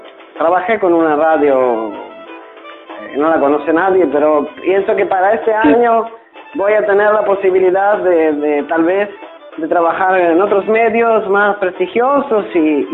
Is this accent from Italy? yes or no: yes; Italy; now in Uruguay; Yo soy, italiano, pero hace muchos años ya que estoy aquí en Uruguay.